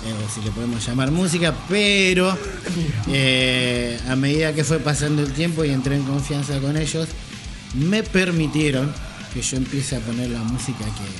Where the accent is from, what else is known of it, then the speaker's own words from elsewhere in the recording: Hurlingham, Buenos Aires Province, Argentina; Nosotros somos de zona oeste, Burlingame, los tres somos de Burlingame.